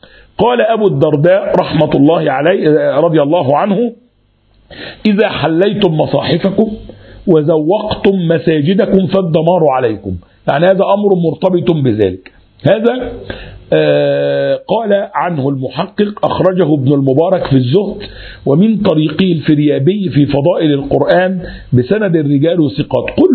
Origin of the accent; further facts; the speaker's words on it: Egypt; حتى لما تيجي الكلام ده موجود عندنا في مصر عن كثير من البلدان الأخرى